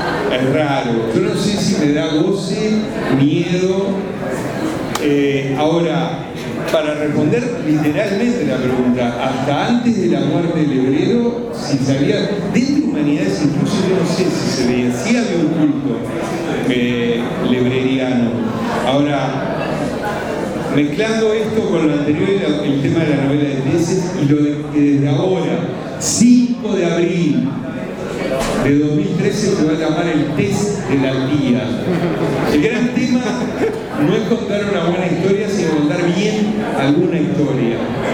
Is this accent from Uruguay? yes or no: yes; Uruguay; Qué morboso que somos los uruguayos.